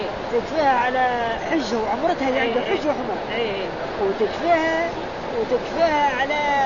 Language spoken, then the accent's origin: Arabic; India; Arabic is a second language; إني جيت من الهند.